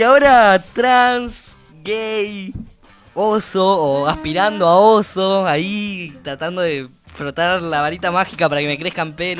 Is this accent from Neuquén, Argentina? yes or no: yes; Neuquén, Argentina; soy neuquino, vengo de Neuquén, pueblo.